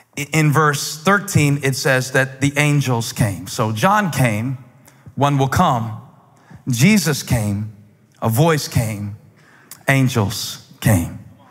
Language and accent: English; Moncks Corner, South Carolina, United States; I grew up in Monk's Corner